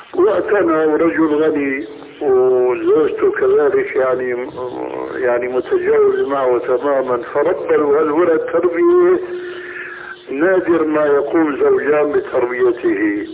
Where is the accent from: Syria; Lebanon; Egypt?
Syria; هيك كما يقولون عندنا في سوريا